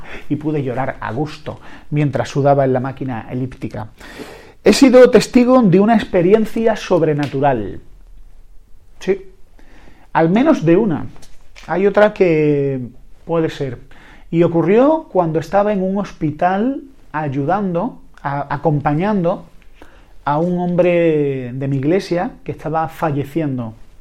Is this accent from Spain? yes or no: yes; Andalusia, Spain; Sí, soy andaluz, siempre pienso que me van a atracar